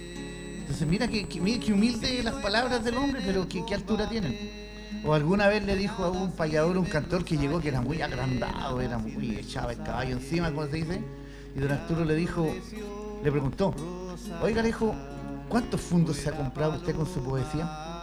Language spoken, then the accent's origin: Spanish; Pirque, Santiago Metropolitan, Chile; me siento más puentealtino que pircano, porque yo llevo 34 años viviendo acá y en Pirque viví 10 años. Ahora, no reniego de mi infancia en Pirque